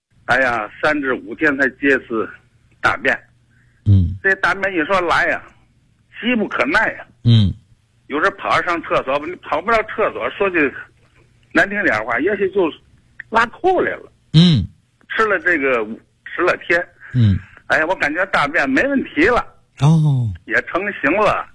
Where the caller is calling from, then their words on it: Beichen, Tianjin, China; 我是天津的北辰的，我今年67岁